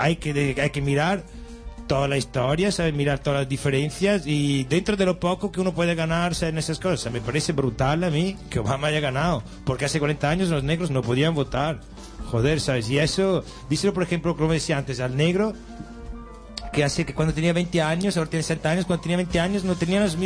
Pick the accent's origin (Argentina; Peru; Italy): Italy; Spanish is a second language; now in Spain; Mira quién hay en mi país. Por eso, Berlusconi.